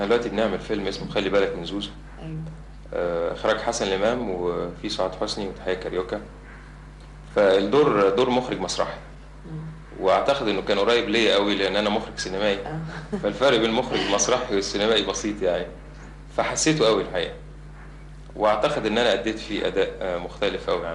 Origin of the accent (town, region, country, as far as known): Egypt